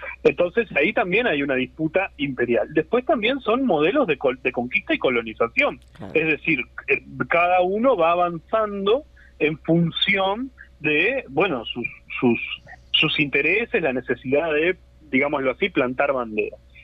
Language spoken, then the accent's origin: Spanish; Montevideo, Uruguay; somos montevideanos o somos uruguayos, y por eso polemizamos sobre Montevideo